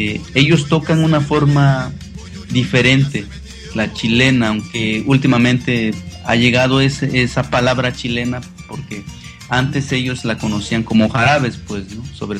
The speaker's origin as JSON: {"language": "Spanish", "region": "Guerrero", "country": "Mexico", "said": "Sí, yo soy originario de Guerrero. Mira, te cuento un poco sobre mi historia personal. Mi papá es de un pueblo que se llama Tototepec, municipio de Tlapa. Esa es meramente la región de la montaña. Los habitantes de esa población somos mixtecos, nasabis"}